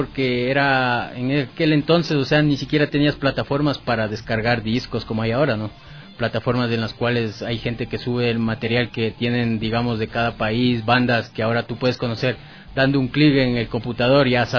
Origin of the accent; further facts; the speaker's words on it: Ecuador; sobre todo Ecuador, porque como ecuatoriano siempre tratas de dar a conocer el material que tienes en tu país